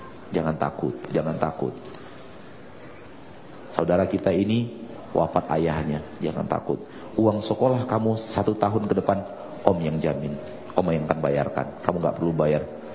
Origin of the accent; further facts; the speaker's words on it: Padang, West Sumatra, Indonesia; Bukan gara-gara saya orang Padang ya.